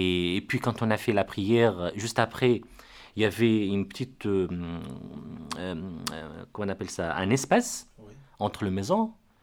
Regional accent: Rosso, Trarza, Mauritania; moi je suis de Rosso ou de Wadenaga.

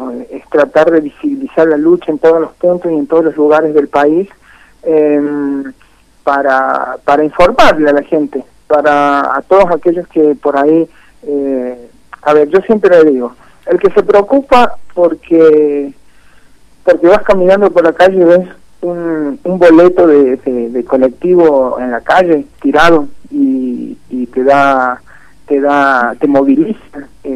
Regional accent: Jáchal, San Juan, Argentina; yo soy de San Juan, específicamente de Hachal, que está al norte de San Juan, más o menos a unos 130 kilómetros de la capital de San Juan

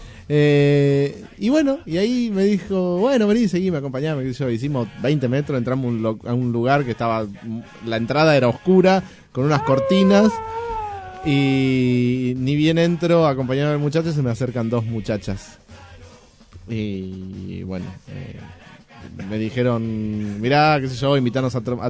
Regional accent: Moreno, Buenos Aires Province, Argentina; soy de Moreno, tengo que trabajar, volver a mi casa.

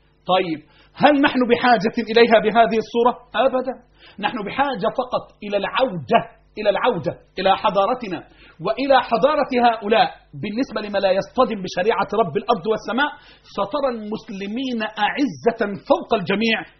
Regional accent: Egypt; أنا كمصري

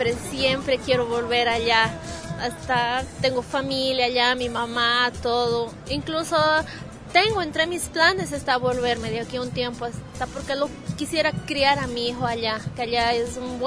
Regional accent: Sucre, Chuquisaca, Bolivia; now in Brazil; yo soy de Sucre, ¿no? Entonces una ciudad pequeña y allá estaba difícil conseguir trabajo. Y la segunda razón por la cual me he quedado ha sido porque me he casado también aquí y bueno, ya he echado raíces.

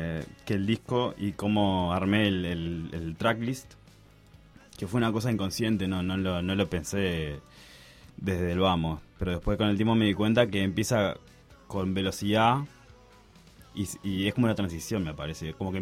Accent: Paysandú, Uruguay; Yo soy de Paysandú

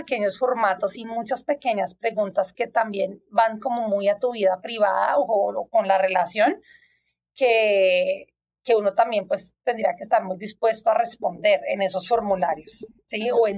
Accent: Bogotá, Colombia; now in Toronto, Canada; yo soy de Bogotá, siempre nací allá, crecí allá

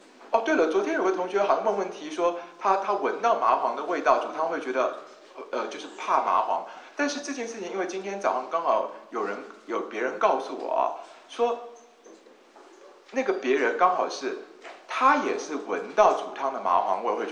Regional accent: Taiwan; 比如说像我是台湾人，对不对？

